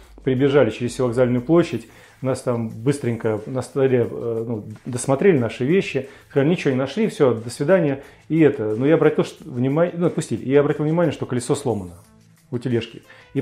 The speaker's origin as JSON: {"language": "Russian", "country": "Russia", "said": "Ну, сначала паспорта посмотрел, увидел, что мы из России."}